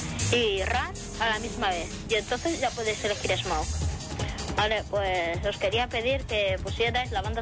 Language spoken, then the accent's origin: Spanish; Barcelona, Catalonia, Spain; soy de Barcelona